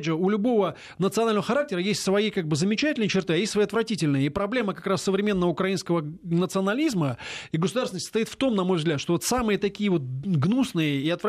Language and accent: Russian; Moscow, Russia; так, как стопроцентный москаль, как бы, да, вот, это самое. Мало того, что русский, еще и москвич, как бы, коренной